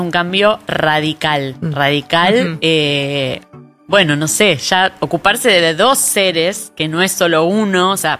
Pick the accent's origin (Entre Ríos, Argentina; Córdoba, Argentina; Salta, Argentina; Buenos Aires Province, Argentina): Buenos Aires Province, Argentina; Monte Grande; abrieron una ferretería en Monte Grande, que es de donde yo soy.